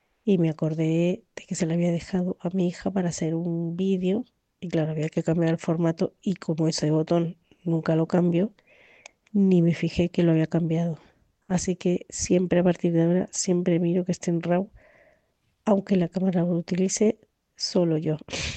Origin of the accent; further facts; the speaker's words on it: Madrid, Community of Madrid, Spain; soy de Madrid y soy fotógrafa de naturaleza.